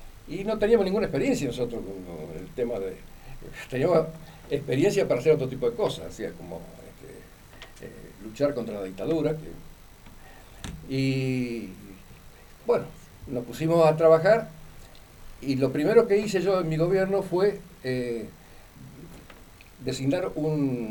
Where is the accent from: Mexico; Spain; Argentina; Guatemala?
Argentina; Gálvez, Santa Fe; Y sí, yo nací en Gálvez, me crié en Gálvez ya hace unos cuantos años, yo tengo casi 80, ¿no?